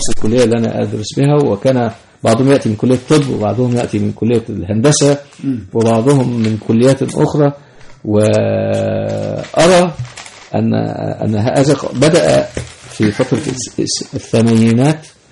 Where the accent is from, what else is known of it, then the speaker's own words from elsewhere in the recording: Egypt; فالمثال مثلا عندنا في مصر هنا عربية المترو